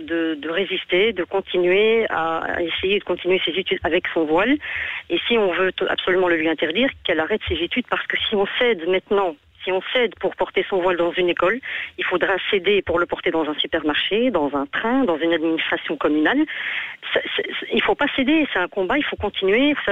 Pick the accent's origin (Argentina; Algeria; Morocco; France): Morocco; Nous sommes originaires du Maroc.